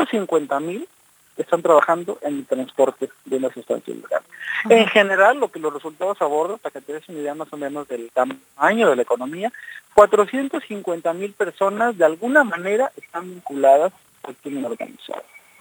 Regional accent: Mexico; un periódico muy importante en mi país

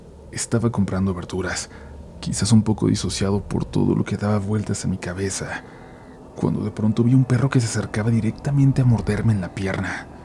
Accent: Iztapalapa, Mexico City, Mexico; Yo soy oriundo de Iztapalapa, para ser más preciso, de la zona del Cerro de la Estrella

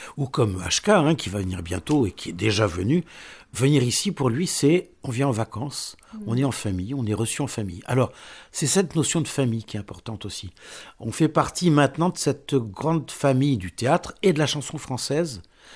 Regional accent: Casablanca, Casablanca-Settat, Morocco; Mais on n'est pas breton du tout. Hein. Moi, je viens de Casablanca, Maroc, ce n'est pas tout à fait la Bretagne.

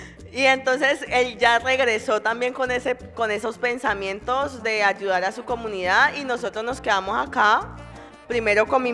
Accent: Chocó, Colombia; gringo me devolvió al Chocó. Me casé con un gringo y vivimos, y fue mi primera experiencia de vivir en mi pueblo ya mucho tiempo

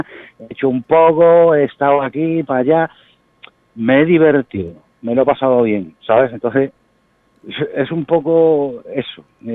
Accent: Chiclana, Andalusia, Spain; nosotros somos de Chiclana

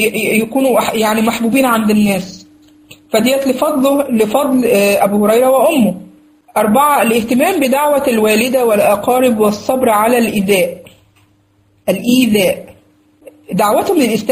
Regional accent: Egypt; مش عارف بقى عندكم بقى في البلاد التانية بيسموا ايه الكلام ده، احنا عندنا دي من البدع اللي عندنا في مصر بصراحة

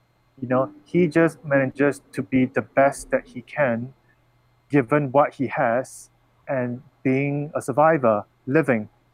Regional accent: Singapore; You know, I'm from Singapore, and we are known very well around the world for being very efficient, for great in mathematics and science.

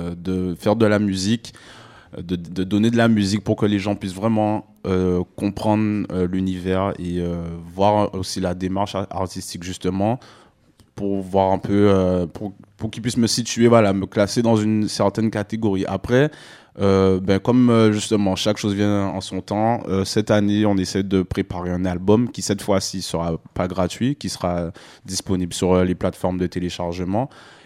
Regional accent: Guadeloupe; moved away as an adult; also born or lived in Paris, France; now in Canada; je suis né à Paris en 90. Voilà. Après, je suis parti en Guadeloupe. J'ai passé la plus grande partie de mon enfance en Guadeloupe, en fait.

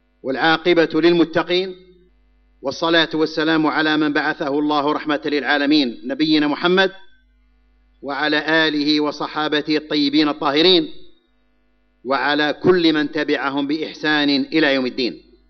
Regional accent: Algeria; فنحمد الله على ما نحن فيه في بلدنا الجزائر من الأمن والإيمان والاستقرار

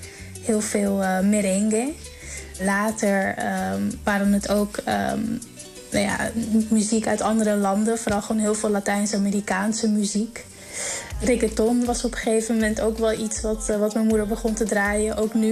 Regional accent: Netherlands; born there; En ik ben hier in Nederland geboren.

